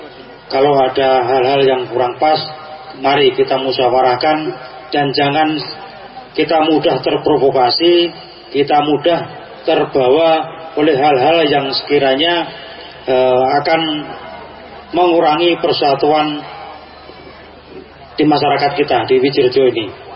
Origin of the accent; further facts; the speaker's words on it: Java, Indonesia; Ya, jadi kita jangan lupa dengan budaya kita, budaya orang Jawa.